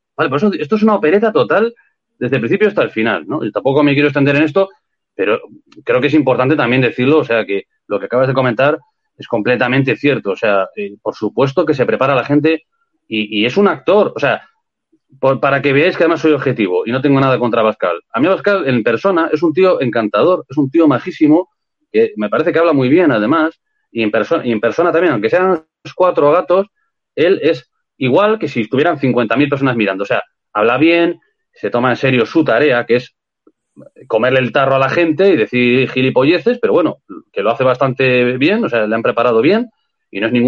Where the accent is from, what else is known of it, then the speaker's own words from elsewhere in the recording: Santander, Cantabria, Spain; porque yo soy de Santander